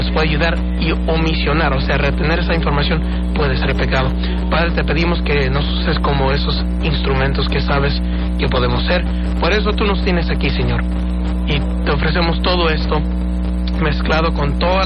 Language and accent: Spanish; Fresno, California, United States; Soy de Fresno.